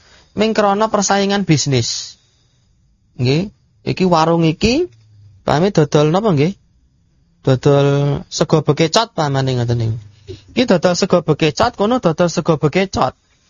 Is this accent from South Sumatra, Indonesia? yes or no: yes; Lahat, South Sumatra, Indonesia; Saya dari Lahat, Sumatera Selatan.